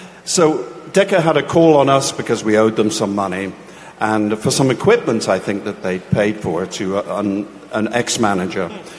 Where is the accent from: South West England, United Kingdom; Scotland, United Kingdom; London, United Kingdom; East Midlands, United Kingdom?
South West England, United Kingdom; I'm not from Birmingham, I'm from the West Country, but I was playing with a rock and roll singer called